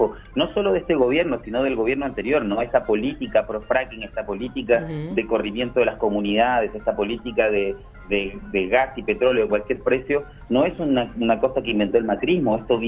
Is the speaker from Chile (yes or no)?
yes; Chile; De hecho, yo soy chileno, por ejemplo, ¿no?